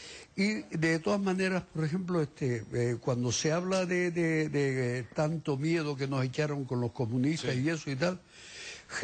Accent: La Palma, Canary Islands, Spain; siempre hemos visto en los pueblos de los que soy yo, de La Palma, ya

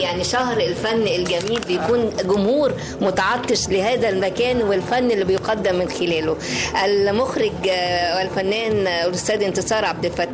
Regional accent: Egypt; يعني إلينا نحن كمصريين أولا ثم إلى الآخر بعد ذلك

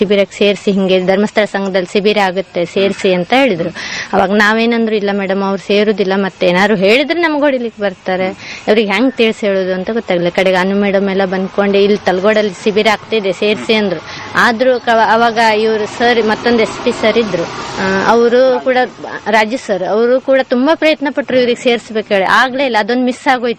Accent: Hangal, Karnataka, India; also born or lived in Yellapur / Haveri; ನಮ್ ತಾಯಿ ಮನೆ ಹನಗಲ್, ಹನಗಲ್ದಲ್ಲಿ ಹುಟ್ಟು ಬೆಳೆದಿದ್ದು. ಕ್ರಮೇಣ ಯಲಪುರಕ್ಕೆ ಬಂದು ನಾವು ಬದುಕಿದ್ದು. ಅಲ್ಲಿಂದ ನಮ್ಗೆ ಹಾವೇರಿಗೆ ಮದುವೆ ಮಾಡಿಕೊಟ್ಟಿದ್ರು.

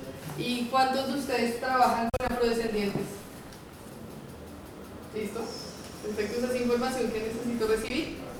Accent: Bogotá, Colombia; also born or lived in Boston, United States; Sí, de Bogotá, sí. Sí. Pero cuando era pequeña viví en Boston, en Estados Unidos, y viví...

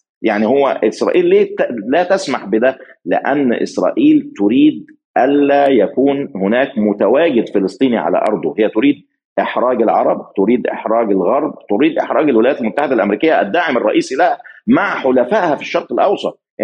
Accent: Egypt; يعني أنا مصري في الأول والآخر

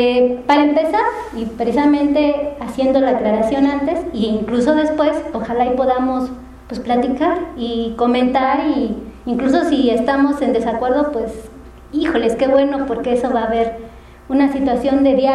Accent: Mexico; que no lo podamos parar como mexicanos

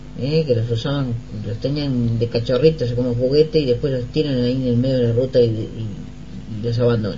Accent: Montevideo, Uruguay; de Punta Carretas.

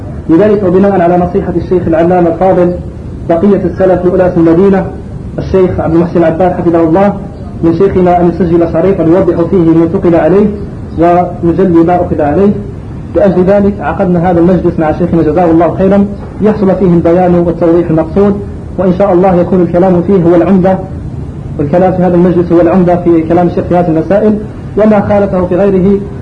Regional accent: Algeria; خاصة بعد توالي الفتن على بلادنا الجزائر

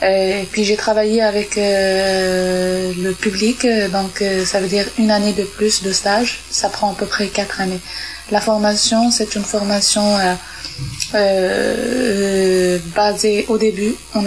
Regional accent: Morocco; chez nous, au Maroc, c'est médical

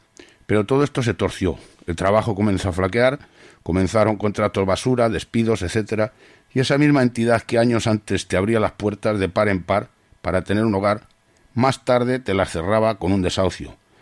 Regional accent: Madrid, Community of Madrid, Spain; Soy de Madrid, hace ya unos cuantos años, muy jovencito

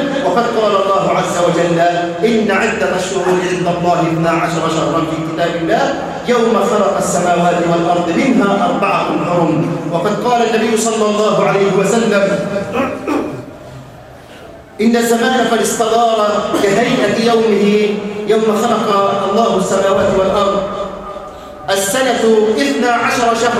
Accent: Egypt; اللهم اجعل بلدنا مصر أمنا أمانا سخاء رخاء

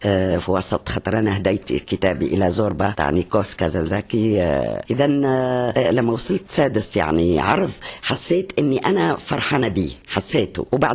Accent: Tunisia; ونقول أنا امرأة تونسية

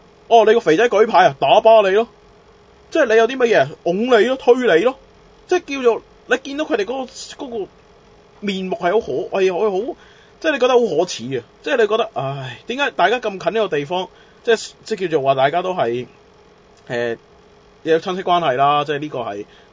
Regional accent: Macau; 人哋問我喂你係邊度人，我第一講梗係講澳門啦，第二嘅你問我，我寧願認我真係我寧願認我真係認香港澳門，我真係唔會認中國。

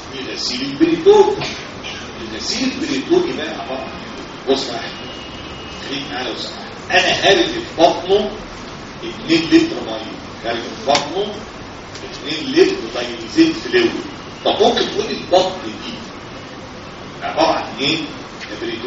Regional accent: Egypt; احنا بلدنا مصر في مصر حاجه بلادنا الحلوه

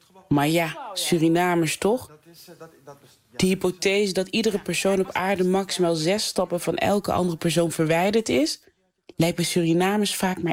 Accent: North Brabant, Netherlands; Een zachte G pikten we op van onze Brabantse klasgenoten, vrienden en buren. Nederland is mijn geboorteland, maar is ook altijd de overkant.

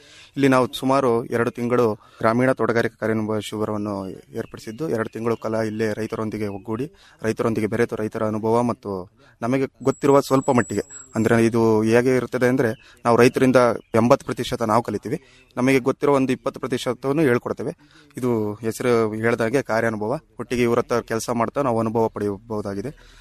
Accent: Tumakuru, Karnataka, India; ನಾನು ಮೂಲತಃ ತುಮಕೂರಿಂದ ಬಂದಿದ್ದೀನಿ.

